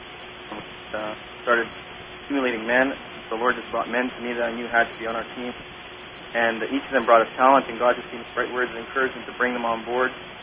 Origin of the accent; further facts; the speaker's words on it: Winnipeg, Manitoba, Canada; I'm also from Winnipeg, Manitoba, Canada.